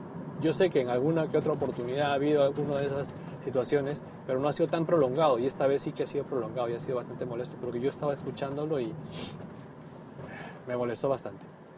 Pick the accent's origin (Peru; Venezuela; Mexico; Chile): Peru; now in Japan; Cuando en mi país, en mi tierra natal, Perú, una persona, un familiar ha fallecido, lo más común era ir al cementerio y enterrar